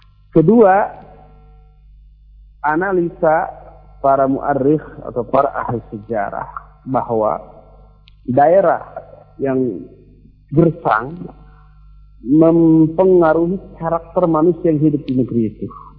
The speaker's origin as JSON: {"language": "Indonesian", "town": "Bandung", "region": "West Java", "country": "Indonesia", "said": "kita orang Bandung di sini, rata-rata kesannya lembut, lunak, lili, begitu ya."}